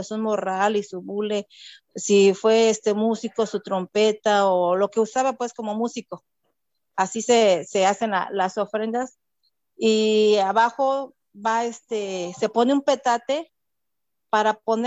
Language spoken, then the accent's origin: Spanish; Ocotepec, Morelos, Mexico; Soy originaria de México, pero especialmente de Cuernavaca, Morelos, de un poblado que se llama Ocotepec.